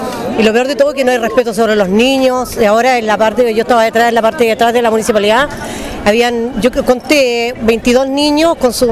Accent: San Antonio, Valparaíso, Chile; San Antonio es un pueblo de lucha, somos un pueblo valiente, estoy orgullosa de mi pueblo San Antonio

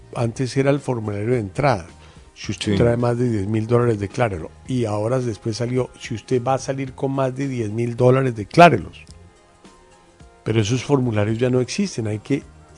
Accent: Colombia; que finalmente somos todos los colombianos

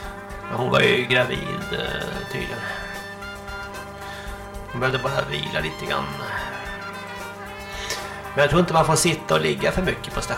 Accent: Sweden; jag kommer ju från Vallsta och Märsta där, så det är lite skillnad och så

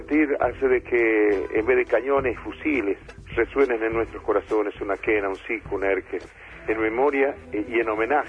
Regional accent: Chalala, Jujuy, Argentina; born there; yo soy nacido en Chalala, un paraje a casi 2 kilómetros del pueblo de Purmamarca.

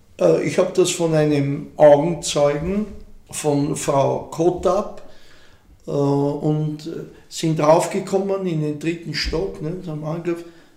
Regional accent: Vienna, Austria; für mich war es halt als Wiener und Österreicher, weil es eben auch uns betroffen hat, unser Land, unseren Staat

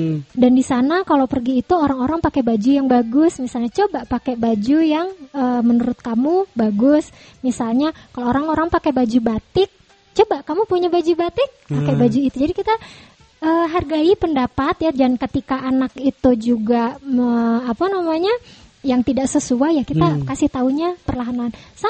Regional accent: Java, Indonesia; rasanya tuh kalau kita orang Jawa bilang gigilo gitu

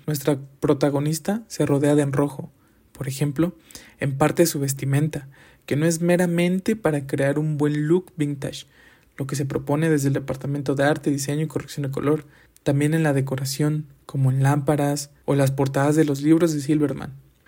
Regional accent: Mexico; realidades que como mexicanas y mexicanos vivimos y nos traspasan de diferentes formas en nuestro día a día

